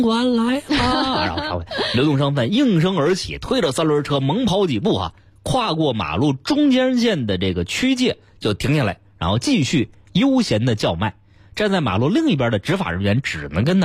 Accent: Beijing, China; 我作为一个土生土长的北京人

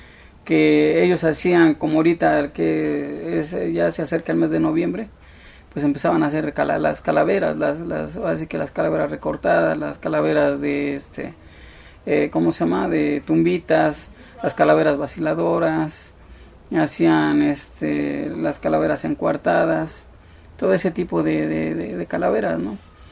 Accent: Mexico City, Mexico; yo ahora sí que soy originario de la Ciudad de México.

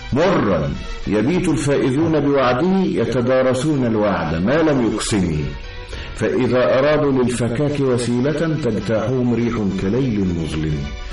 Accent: Egypt; وقريتنا قريبة من النيل، كنا نذهب إلى النيل أيضا نصطاد السمك

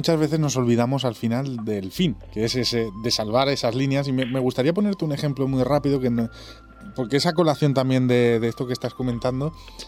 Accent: Spain; hacia nosotros mismos, como españoles

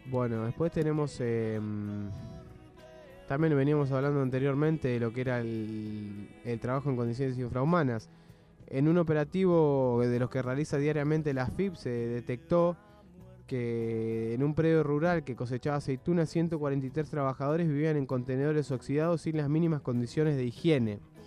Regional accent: Berazategui, Buenos Aires Province, Argentina; Yo también, yo siempre viví en Berazategui. Amo Berazategui, soy un fanático de Berazategui.

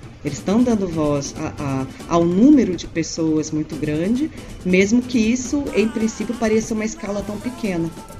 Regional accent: South Region, Brazil; Eu morei no Sul, eu sei como é. Eu sou do Sul.

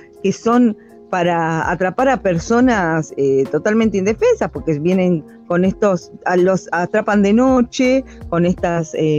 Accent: Argentina; esto nos pasó a nosotros como pueblo argentino

